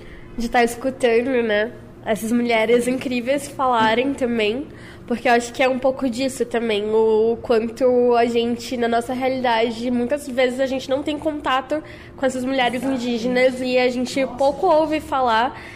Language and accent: Portuguese; Northeast Region, Brazil; na minha vida, eu sou lá do Nordeste